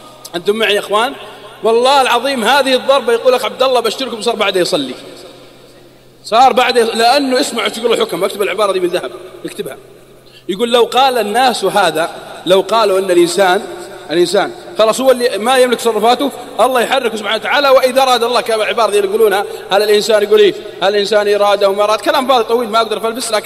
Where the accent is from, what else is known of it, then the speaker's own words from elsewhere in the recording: Saudi Arabia; حتى عندنا في السعودية